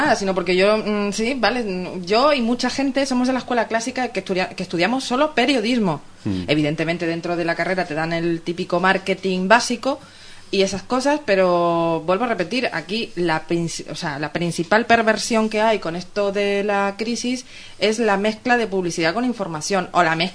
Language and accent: Spanish; Canary Islands, Spain; yo cuando llegué como canaria, yo nací en Canarias y soy de Canarias, de antepasados canarios, ¿vale?